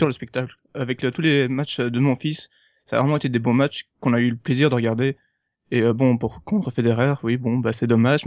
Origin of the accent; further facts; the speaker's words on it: Belgium; moi, je suis pas français à la base, je suis belge